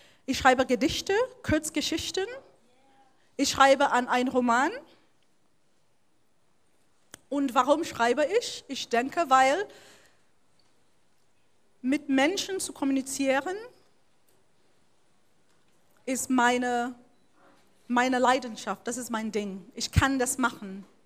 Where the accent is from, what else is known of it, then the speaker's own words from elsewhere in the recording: Cameroon; now in Germany; Ich bin aus Kamerun gekommen, eine ehemalige deutsche Kolonie. Es heißt, ich bin aus meinem Mutterland gekommen, in mein Vaterland.